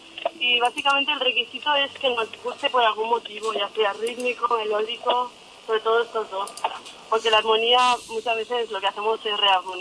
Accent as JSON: {"language": "Spanish", "region": "Catalonia", "country": "Spain", "said": "Somos catalanes."}